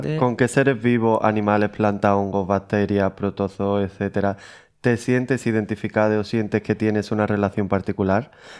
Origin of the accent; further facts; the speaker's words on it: Málaga, Andalusia, Spain; soy de Málaga y vivo a un minuto de la playa, el mar